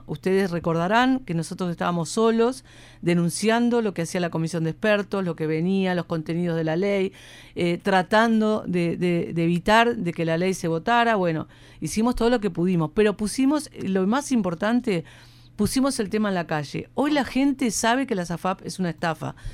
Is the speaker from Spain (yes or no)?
no; Uruguay; también es una oportunidad histórica que tenemos como pueblo uruguayo de ejercer esa democracia directa